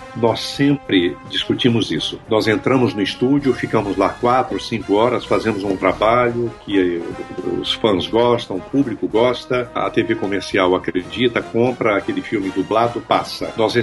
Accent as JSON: {"language": "Portuguese", "region": "Minas Gerais", "country": "Brazil", "said": "Eu não sou carioca, tá, gente? Sou mineiro."}